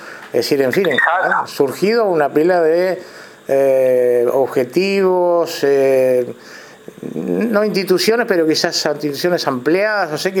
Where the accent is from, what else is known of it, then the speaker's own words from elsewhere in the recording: Uruguay; vamos arriba, como decimos uruguayos, ¿no?